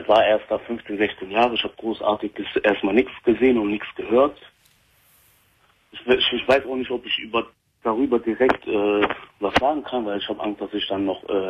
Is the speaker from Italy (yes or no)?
no; Palestine; ich bin ja Palästinenser.